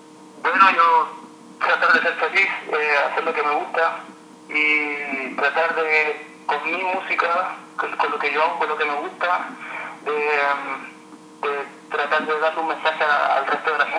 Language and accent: Spanish; Rancagua, O'Higgins, Chile; now in Heidelberg, Germany; Soy de Chile. Chile es como a una hora sur de Santiago de Chile, Rancagua.